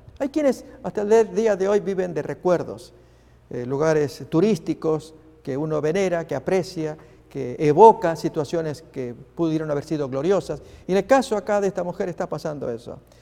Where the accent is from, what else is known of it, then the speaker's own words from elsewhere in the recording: Argentina; Pasó en mi país, en la provincia de Neuquén